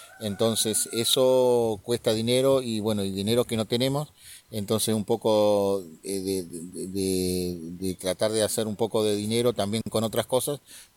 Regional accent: General Roca, Río Negro, Argentina; en este momento me encuentro en Lautaro, soy de Fishkemenuco, también mal llamado General Roca.

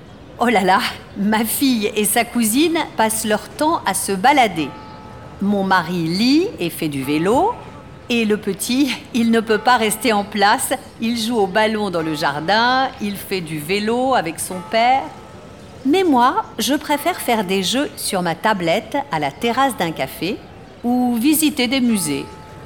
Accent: Rennes, Brittany, France; Non, je viens de Rennes.

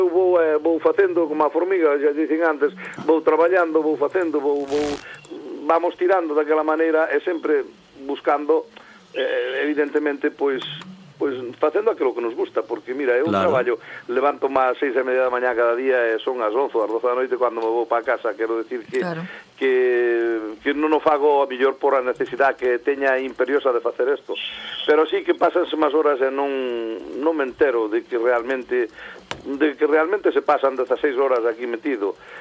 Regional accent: Galicia, Spain; now in Barcelona, Spain; hai personas que se dedican á hostelería en Barcelona, gracias a Dios, somos moitos galegos que nos dedicamos.

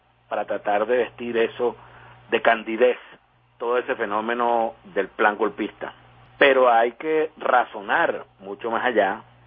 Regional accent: Venezuela; Como venezolano, uno se debe sentir afectado por esta situación.

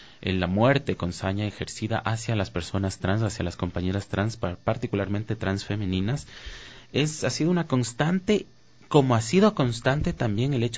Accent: Quito, Pichincha, Ecuador; No soy quiteño de nacimiento, pero he vivido prácticamente toda mi vida acá en Quito.

